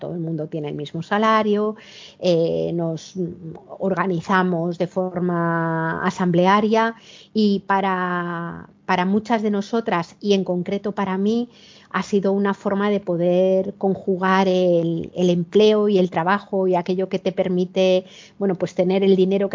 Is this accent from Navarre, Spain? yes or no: no; Madrid, Community of Madrid, Spain; now in Cantabria, Spain; yo cuando ahora vivo en un pueblo de Cantabria, pero he vivido la mayor parte de mi vida en Madrid, que es de donde soy